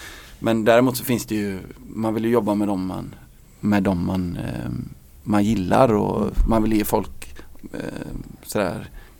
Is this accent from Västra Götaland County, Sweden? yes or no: yes; Gothenburg, Västra Götaland County, Sweden; när jag var liten i Göteborg på 80-talet så stängde krogarna väldigt tidigt